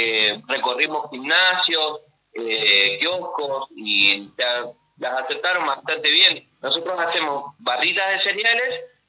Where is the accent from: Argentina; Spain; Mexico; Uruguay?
Argentina; Mendoza; now in Concordia, Argentina; Pasa que llegamos a Concordia, yo soy mendocino.